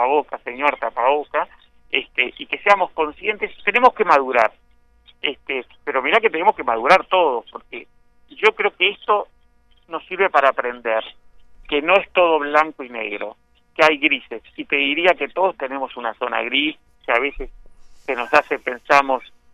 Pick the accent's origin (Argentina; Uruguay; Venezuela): Uruguay; yo te hablo como ciudadano uruguayo y como persona que vive en este lugar paradisíaco que es Maldonado, Punta del Este.